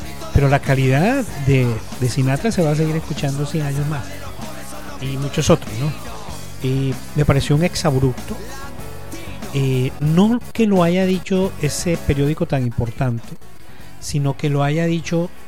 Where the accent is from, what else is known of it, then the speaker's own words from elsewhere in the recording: Cartagena, Bolívar, Colombia; also born or lived in Montes de María / Bogotá; yo soy costeño, yo nací en los Montes de María. Me crié en Cartagena.